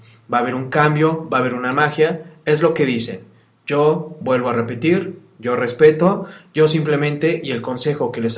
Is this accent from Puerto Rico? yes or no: no; Mexico; estamos muy contentos en nombre del pueblo de México de que tenemos muy buenos peleadores